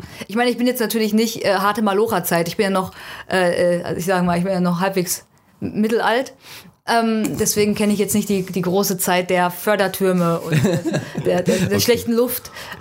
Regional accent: North Rhine-Westphalia, Germany; now in Cologne, Germany; Ich komme aus dem Ruhrgebiet. Ursprünglich, ich wohne in Köln. Ich bin aber im Ruhrgebiet aufgewachsen.

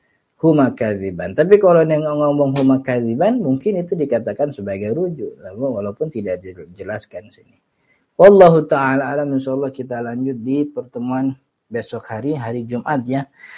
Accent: Jakarta, Indonesia; kita orang Betawi mah kan enggak boleh jauh sama keluarga.

